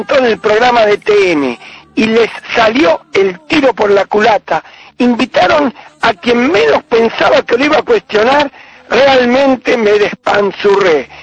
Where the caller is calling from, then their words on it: Villa Urquiza, Buenos Aires, Argentina; de Villurquiza.